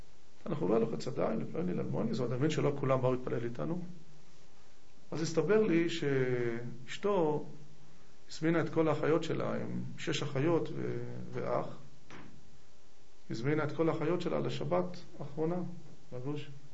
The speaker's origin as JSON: {"language": "Hebrew", "town": "Tel Aviv", "region": "Tel Aviv District", "country": "Israel", "said": "אני אומר לו, תל אביבי."}